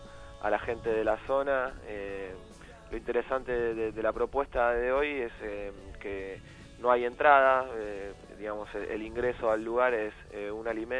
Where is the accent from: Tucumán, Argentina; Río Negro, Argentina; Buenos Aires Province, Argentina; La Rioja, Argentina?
Buenos Aires Province, Argentina; Ramos Mejía; nosotros somos un poquito más, un poquito menos del oeste, somos de Aedo, de Ramón Mejía